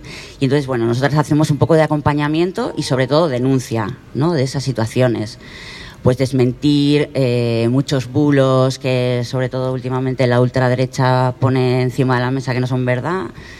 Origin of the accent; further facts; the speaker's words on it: Irún, Basque Country, Spain; vengo de Irún también, ciudad fronteriza